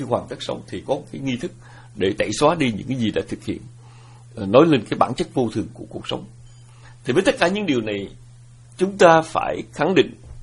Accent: Southern Vietnam, Vietnam; chúng tôi nhớ rằng một cái thời còn nhỏ mà chúng tôi lớn lên ở miền Nam nước Việt, thì miền Nam nước Việt là nơi ảnh hưởng của những câu hò, điệu hát, những câu thơ lục bát.

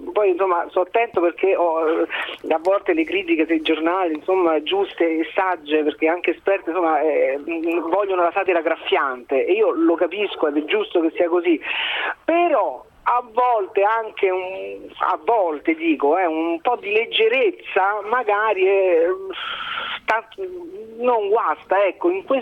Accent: Rome, Lazio, Italy; sono romano, tanto di cappello

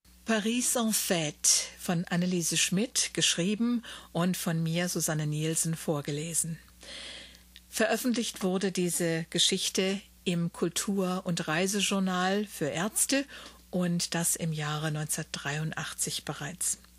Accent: Wiesbaden, Hesse, Germany; born there; Wiesbaden ist mein Geburtsort und dort sind meine Eltern nach vielen Jahren Ausland auch wieder hingezogen.

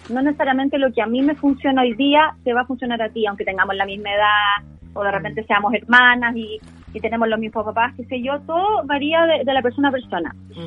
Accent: Chillán, Ñuble, Chile; also born or lived in Santiago; Yo soy oriunda de Chillán, pero viví mucho tiempo en Santiago

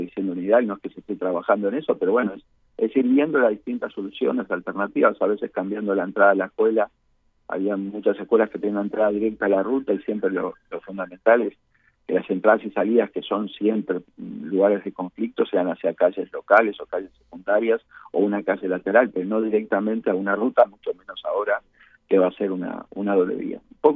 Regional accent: Uruguay; como uruguayos no nos ha importado este tema

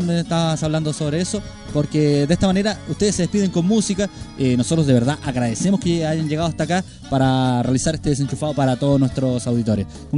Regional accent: Chile; lo agradezco de verdad como chileno

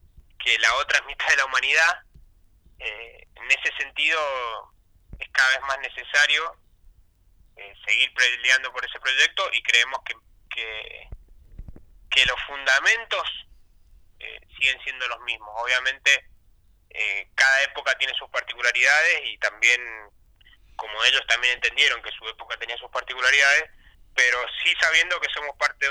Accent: Rosario, Santa Fe, Argentina; lo podemos reivindicar como argentinos y como rosarinos.

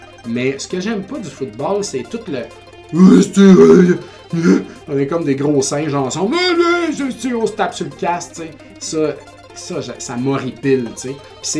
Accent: Quebec, Canada; Quand j'étais jeune en Beauce, je me souviens pas que ça a été accessible ou qu'il y ait des cours de boxe ou des affaires.

